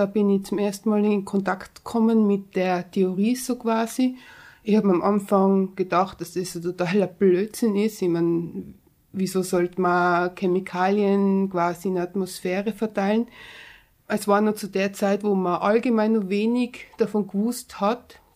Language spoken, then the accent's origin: German; Tyrol, Austria; born there; Also ich bin in Tirol geboren, ich bin jetzt 30 Jahre alt